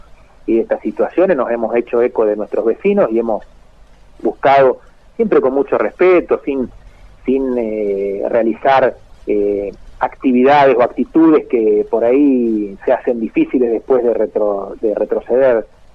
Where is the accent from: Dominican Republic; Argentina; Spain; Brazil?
Argentina; Carcarañá, Santa Fe; nos pasan a los carcaranienses, que en este caso también somos santafesinos